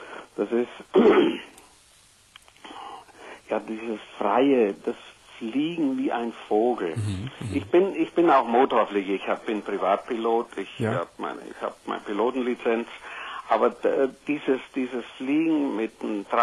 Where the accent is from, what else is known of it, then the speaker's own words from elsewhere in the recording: Southern Germany, Germany; Du wirst sicher hören, ich komme aus Süddeutschland und wir sind also viel in Bergen.